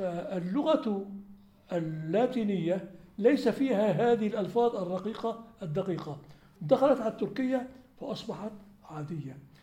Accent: Aleppo, Aleppo Governorate, Syria; عندنا في حلب كثيرون جدا

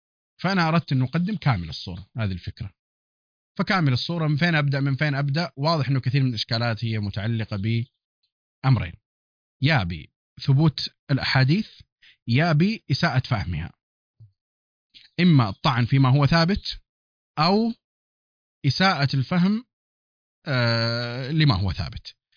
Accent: Hejaz, Saudi Arabia; accent: Hijazi; وكنت أنا أتكلم أصلا باللهجة الحجازية، حتى اللهجة الحجازية راحت من زمان

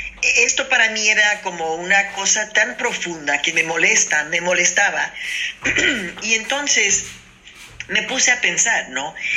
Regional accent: Mexico; now in United States; yo soy inmigrante mexicana y tengo décadas cruzando la frontera.

